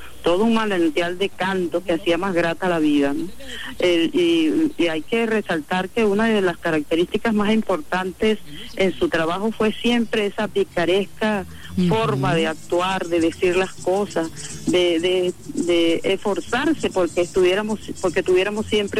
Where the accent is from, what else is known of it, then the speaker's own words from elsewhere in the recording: Venezuela; yo creo que es importante que nosotros como venezolanos hagamos el esfuerzo